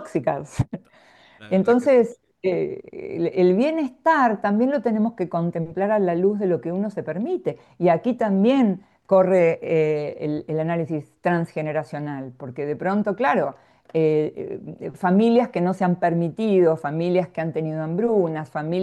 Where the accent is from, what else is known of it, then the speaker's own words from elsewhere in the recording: Mar del Plata, Buenos Aires Province, Argentina; yo soy de Mar del Plata, de Argentina, ¿no?